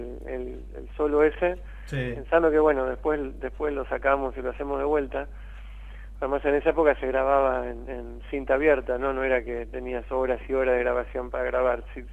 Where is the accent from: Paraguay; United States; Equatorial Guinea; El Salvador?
United States; now in Argentina; Yo crecí en Estados Unidos. Y me pasé de los 11 a los 27 años en Estados Unidos.